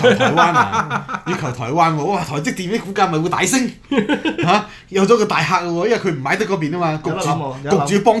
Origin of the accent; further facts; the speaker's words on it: Hong Kong; 咁咪好似我哋香港人啊，翻大陸嘅比貴啲一樣啦